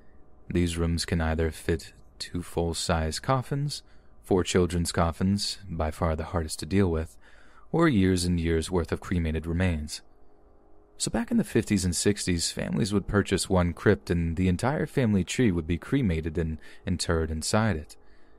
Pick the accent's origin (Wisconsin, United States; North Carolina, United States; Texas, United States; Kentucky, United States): North Carolina, United States; I'm 20 years old and I'm from North Carolina.